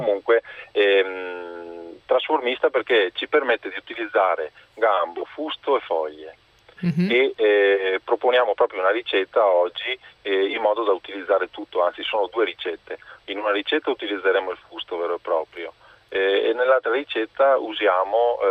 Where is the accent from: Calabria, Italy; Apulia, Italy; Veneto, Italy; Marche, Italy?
Veneto, Italy; io essendo veneto